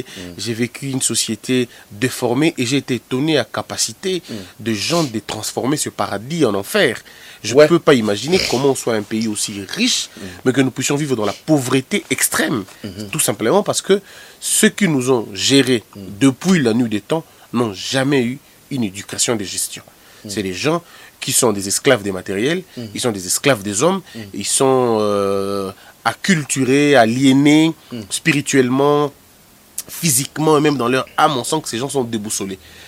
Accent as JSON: {"language": "French", "town": "Mbandaka", "region": "Équateur", "country": "DR Congo", "tie": "born or raised there", "also_born_or_lived": "Goma", "said": "moi, je viens de Mbandaka. Je suis né à Goma. Mm. J'ai grandi à l'Équateur mm. avec mon père, parce qu'il était, quoi, il est équatorien."}